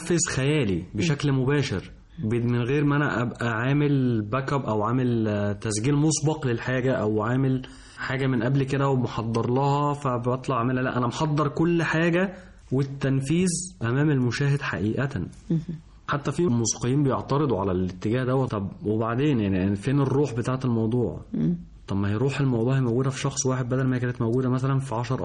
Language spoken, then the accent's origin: Arabic; Egypt; انا مصري مش هروح اغني بالانجليزي مثلا. جبته على اللغه بتاعتي